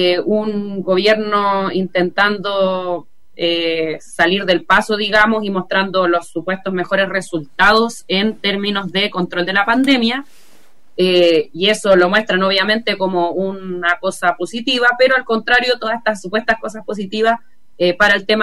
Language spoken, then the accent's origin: Spanish; Chile; es una cuestión a la que lamentablemente como pueblo chileno estamos acostumbrados, ¿no?